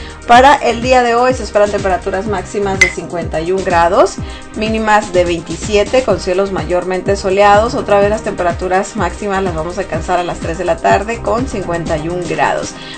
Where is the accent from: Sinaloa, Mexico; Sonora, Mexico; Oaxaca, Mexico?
Sonora, Mexico; algo más típico de mi tierra, ¿no? De allá de Sonora.